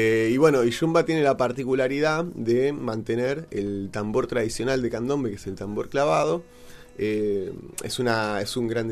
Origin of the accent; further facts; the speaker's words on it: Buenos Aires, Argentina; born there; Nosotros nacimos en Buenos Aires, en mi caso en un departamento, en otras casas, en casas de familias, no en un contexto cultural de un barrio montevideano, mucho menos de una familia candombera uruguaya.